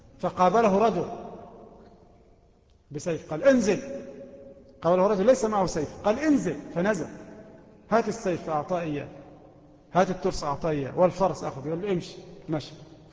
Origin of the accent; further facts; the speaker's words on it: Egypt; وإحنا من أهل مصر